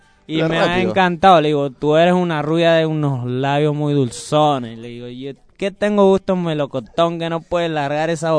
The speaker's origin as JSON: {"language": "Spanish", "country": "Puerto Rico", "said": "Y una chica me dice, oye, tú eres cubano. Digo, no, yo soy puertorriqueño."}